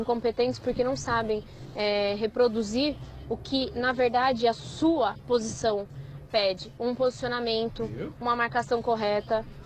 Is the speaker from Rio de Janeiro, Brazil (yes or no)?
no; Carapicuíba, São Paulo, Brazil; sou de Carapicuíba, sou São Paulina.